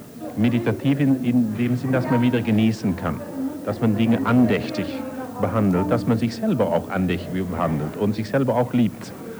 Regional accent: Netherlands; als Niederländer haben wir

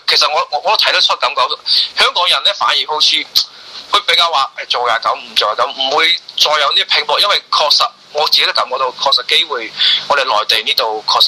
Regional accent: Guangdong, China; 我是廣東人咧，對其實同香港可能聯繫比較多啲

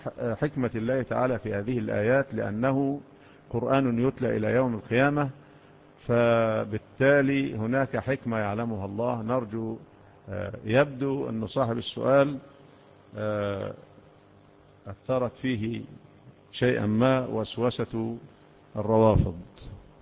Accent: Egypt; احنا مصريين، ايوه احنا مصريين، مصريين،

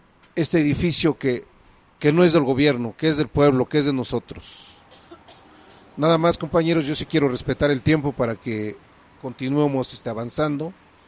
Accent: Xochicuautla, State of Mexico, Mexico; Nosotros venimos de la comunidad de Xochicuautla, comunidad del Estado de México.

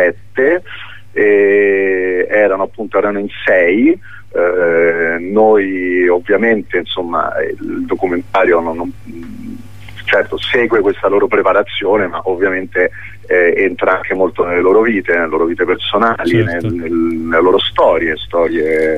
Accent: Los Angeles, California, United States; io sono cresciuto a Los Angeles da ragazzino

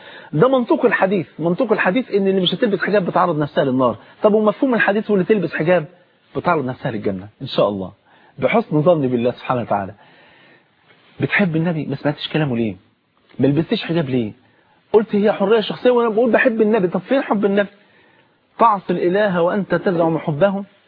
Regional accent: Egypt; عندنا في مصر هنا

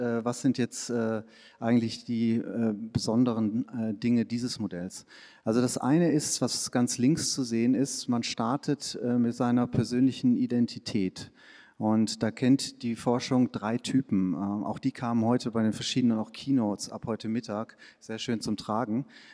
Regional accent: Switzerland; Das nicht nur in der Schweiz, wo ich herkomme, sondern auch in Deutschland.

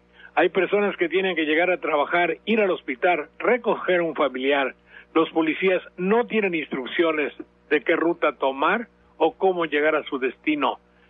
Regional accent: Mexico; somos muchos los mexicanos que reclamamos un partido limpio

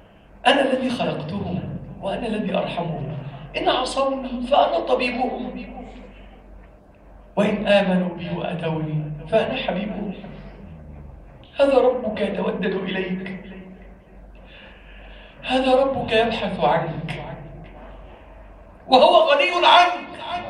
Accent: Egypt; اللهم احفظ بلدنا مصر من كل سوء واجعلها بلدا آمنا

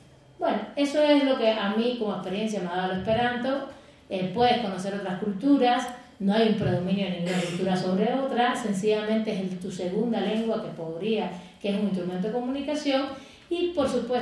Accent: Rome, Lazio, Italy; Spanish is a second language; Soy italiano, nacido en Roma, que hablo el Esperanto desde hace aproximadamente 50 años.

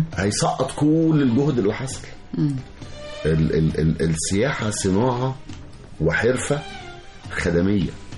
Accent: Egypt; أنا مصري وعايش في مصر وعارف الأمان وعارف بنمشي إزاي بالليل

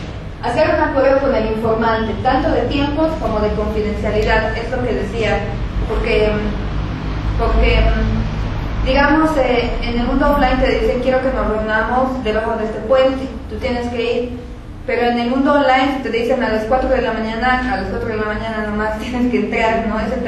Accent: La Paz, Bolivia; soy boliviana, soy paseña, socióloga

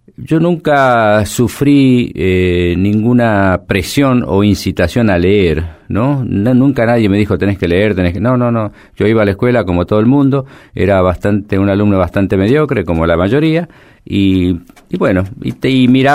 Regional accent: Mendoza, Argentina; also born or lived in La Rioja; Mi familia se mudó cuando era chico a Mendoza, y en el barrio donde yo vivía, que era un barrio todavía obrero, de gente vinculada a la actividad agrícola, a la vid sobre todo

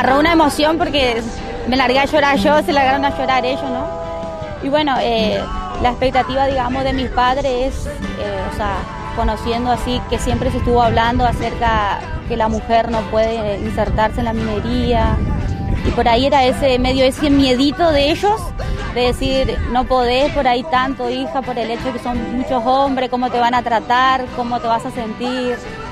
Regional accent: Formosa, Argentina; Yo soy nativa de Formosa y fue ahí donde yo escuché acerca de la minería y el sur.

